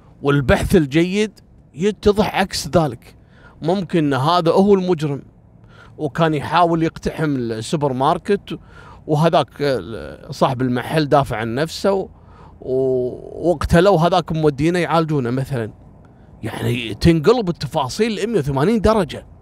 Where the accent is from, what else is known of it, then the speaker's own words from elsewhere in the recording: Kuwait; طالبة كلية الإعلام عندنا في الكويت في الجامعة